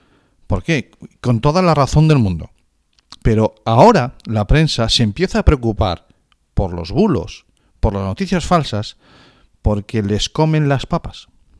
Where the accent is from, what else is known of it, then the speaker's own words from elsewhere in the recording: Galicia, Spain; Y como decimos en mi tierra, a carallo.